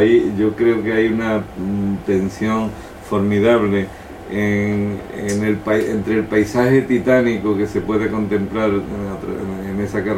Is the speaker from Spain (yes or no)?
yes; Algeciras, Andalusia, Spain; Como habitante yo nací en las Algeciras de Gardós.